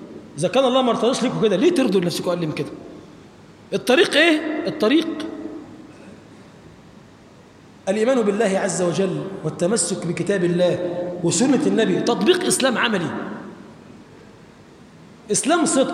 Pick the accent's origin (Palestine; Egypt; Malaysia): Egypt; اللهم اجعل بلدنا مصر بلدا آمنا مطمئنا سخاء رخاء